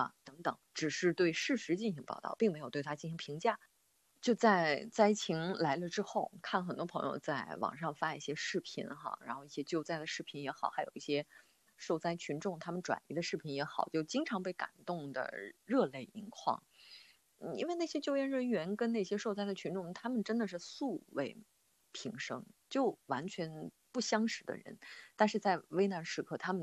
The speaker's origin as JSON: {"language": "Chinese", "town": "Xinxiang", "region": "Henan", "country": "China", "tie": "born or raised there", "said": "首先我自己从小就是在新乡长大的，所以当新乡发生大暴雨之后啊，就特别的心焦"}